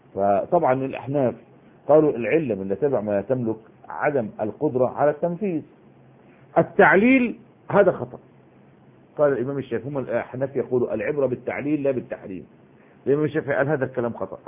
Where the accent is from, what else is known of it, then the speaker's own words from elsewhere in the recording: Egypt; احنا دلوقتي يعني على سبيل المثال عندنا في مصر حتة اسمها وسط البلد، وفي حتة اسمها العتبة